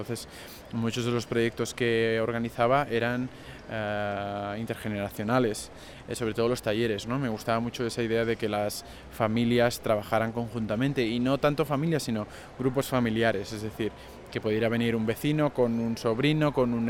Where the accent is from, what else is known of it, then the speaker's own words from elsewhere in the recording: Barcelona, Catalonia, Spain; soy de Barcelona, tengo 31 años y trabajo en diferentes instituciones y museos de Barcelona y de España.